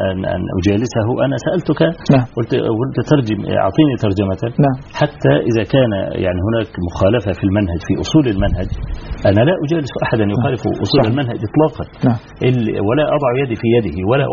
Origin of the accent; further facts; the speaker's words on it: Egypt; نحن عندنا في مصر وفي غيرها